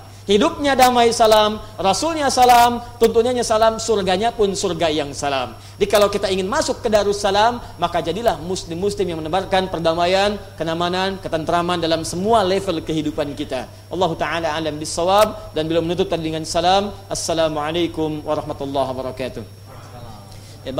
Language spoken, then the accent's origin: Indonesian; Pandeglang, Banten, Indonesia; born there; di Pandeglang di Menes ya di tempat kelahiran kami di Pandeglang di Matla Al Anwar ya di MA Matlaul Anwar